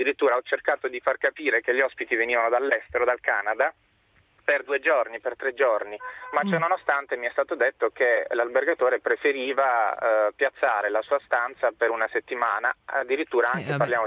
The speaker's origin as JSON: {"language": "Italian", "town": "Bari", "region": "Apulia", "country": "Italy", "said": "io sono di Bari"}